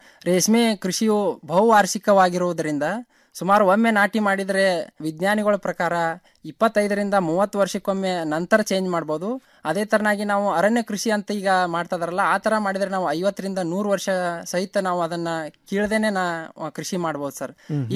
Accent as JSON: {"language": "Kannada", "town": "Hirur", "region": "Karnataka", "country": "India", "said": "ನಮ್ಮ ಬೆಳಗಾವಿ ಜಿಲ್ಲೆಯ ಸವದತ್ತಿ ತಾಲೂಕಿನ ಹಿರೂರು ಗ್ರಾಮ ಸರ್."}